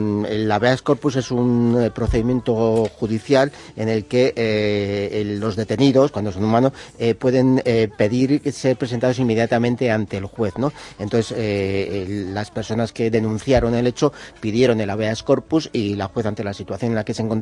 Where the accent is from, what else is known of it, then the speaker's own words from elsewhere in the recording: Spain; Somos así los españoles.